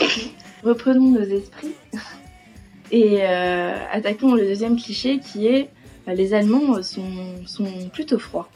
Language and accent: French; France; Alors comme toi et moi, on est tous les deux français et comme je pense la majorité de nos auditeurs, on est français ou francophone.